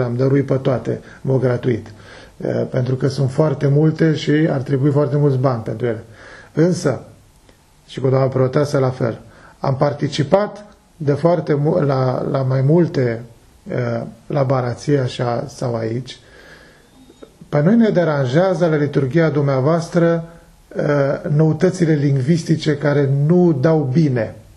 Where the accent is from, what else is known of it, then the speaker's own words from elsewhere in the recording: Romania; Cum ați ajuns la limbajul ăsta, pentru mine ca român?